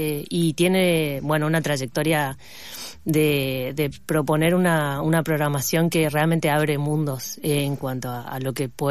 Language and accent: Spanish; Formosa, Argentina; also born or lived in La Plata; Y comenzó en Formosa, yo soy de Formosa. Y bueno, cuando estudié en La Plata, viví mucho tiempo para allá, y cuando volví a Formosa